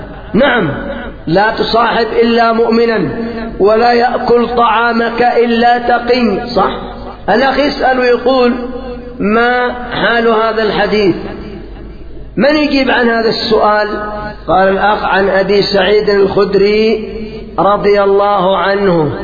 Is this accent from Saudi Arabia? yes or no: no; Yemen; أفسد الضيافة عندنا في اليمن القات،